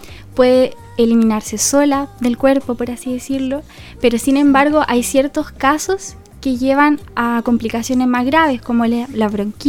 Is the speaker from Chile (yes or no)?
yes; Villarrica, Araucanía, Chile; now in Concepción, Chile; yo soy de Villarrica, pero ahora estoy haciendo mi práctica acá en Concepción. Estudié en Concepción y ahora ya está en mi último año.